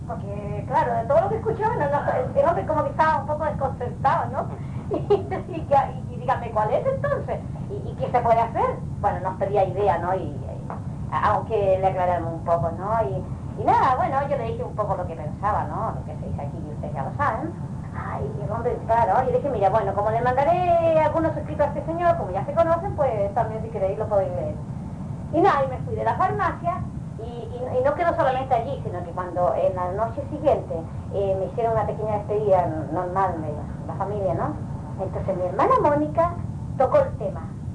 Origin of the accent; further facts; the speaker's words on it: Balearic Islands, Spain; yo vengo de Mallorca, soy una isla de España